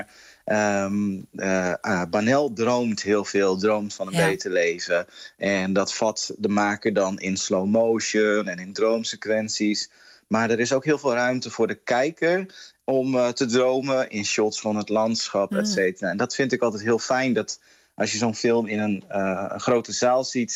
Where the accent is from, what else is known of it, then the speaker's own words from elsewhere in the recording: Groningen, Netherlands; En ik kom uit Groningen, dus vanaf woensdag dan volg ik het festival hier in Groningen.